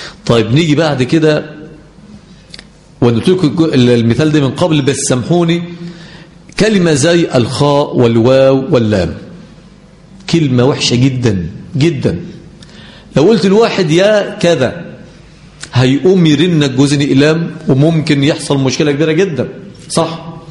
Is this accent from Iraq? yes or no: no; Egypt; احنا عندنا في مصر البراد اللي هو ايه؟ اللي بنغلي فيه المية